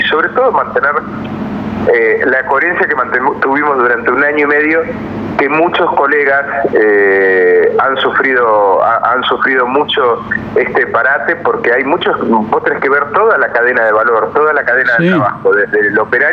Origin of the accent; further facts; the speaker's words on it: Neuquén, Argentina; also born or lived in Buenos Aires; Estamos hace más de 15 años en Neuquén. Yo soy neuquino. Me fui hace muchos años a Buenos Aires y en el 2004 volví a Neuquén a armar mi productora